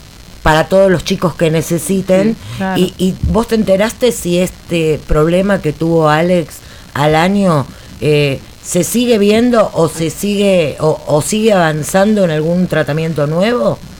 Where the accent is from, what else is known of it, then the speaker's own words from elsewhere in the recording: Buenos Aires, Argentina; Yo también soy de Barracas, che.